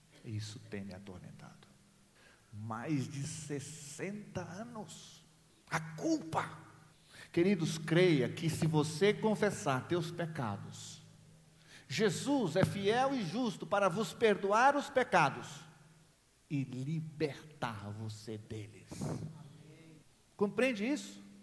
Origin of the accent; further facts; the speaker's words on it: Goiás, Brazil; eu sou goiano